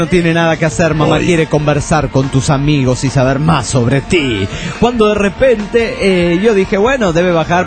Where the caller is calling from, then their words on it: Toluca, State of Mexico, Mexico; de Toluca, México.